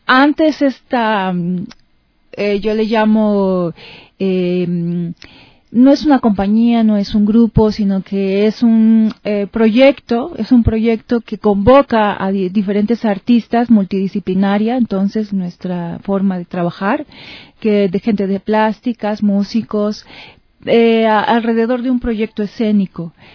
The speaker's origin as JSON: {"language": "Spanish", "country": "Mexico", "said": "En mi país este proyecto pues tiene un apoyo, una beca de las instancias culturales en mi país y hay bastante actividad cultural, ¿no? En relación a las artes escénicas, pues allá en México"}